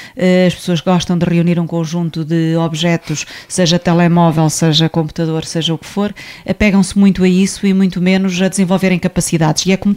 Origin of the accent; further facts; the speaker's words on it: Oliveira do Hospital, Coimbra, Portugal; todas nós somos de Oliveira do Hospital